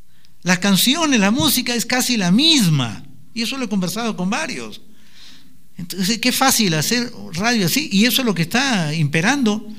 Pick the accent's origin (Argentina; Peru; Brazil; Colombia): Brazil; Spanish is a second language; Yo vengo de Brasil y, oígame, no he escuchado